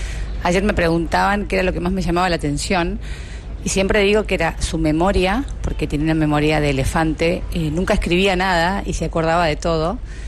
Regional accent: Argentina; el sentimiento que tengo es tanto como argentina

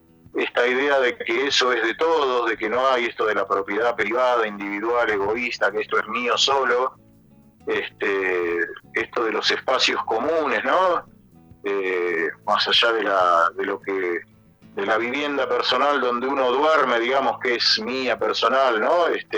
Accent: Buenos Aires, Argentina; moved away; como cura que vine de Buenos Aires, que fui formado, digamos, en Buenos Aires

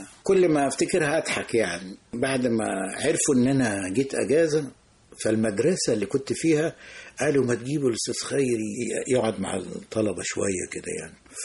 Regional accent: Nag Hammadi, Qena Governorate, Egypt; نجا حمادي.

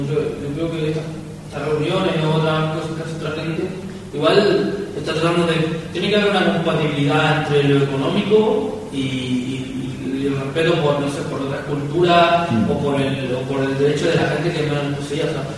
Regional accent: Chile; yo soy chileno.

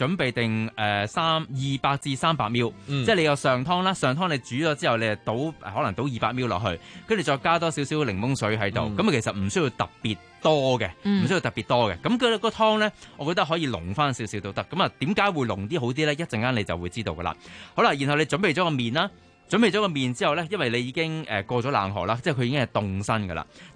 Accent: Fujian, China; 就係我哋福建人啊嘛

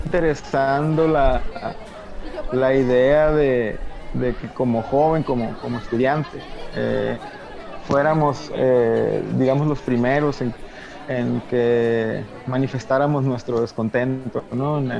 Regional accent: Santa Rosalía, Baja California Sur, Mexico; also born or lived in Hermosillo; soy originario de aquí de Santa Rosalía.

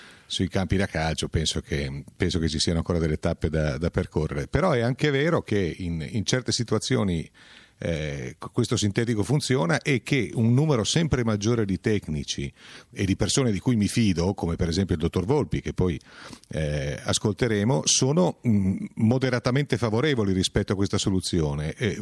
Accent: Alba, Piedmont, Italy; dalle mie parti qua ad Alba

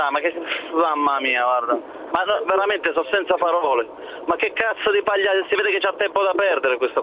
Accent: Brescia, Lombardy, Italy; io sono anche di Brescia, quindi non sono neanche tanto lontano da te.

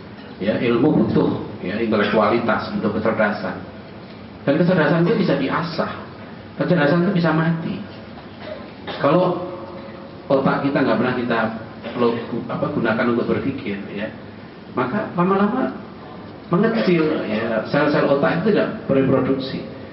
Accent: Depok, West Java, Indonesia; Saya enggak ada urusan, saya orang Depok ya.

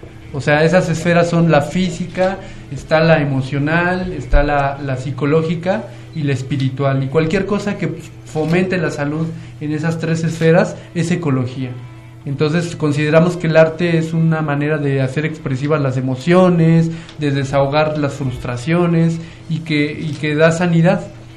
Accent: Mexico City, Mexico; born there; now in Chalco, Mexico; nací en el DF, pero vivía desde hace casi 10 años en la región, en Chalco.

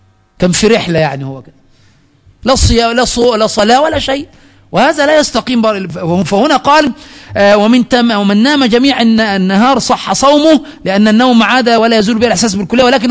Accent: Egypt; هنا من الأمور السيئة التي وجدت عندنا في مصر

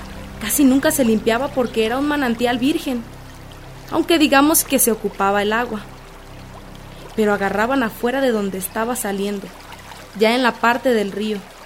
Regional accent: Acatlán, Mexico; nosotros como originarios que somos de Acatlán, nuestra originalidad de años

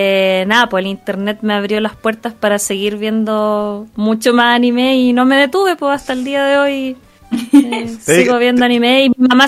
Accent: Concepción, Biobío, Chile; yo soy de Concepción y hay un canal regional allá en Concepción que se ve solo allá

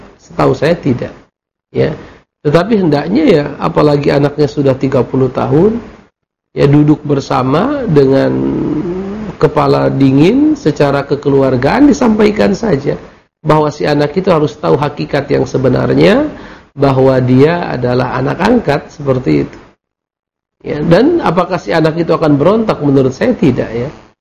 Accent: Mandailing Natal, North Sumatra, Indonesia; Allahu Akbar, itu kampung halaman saya itu.

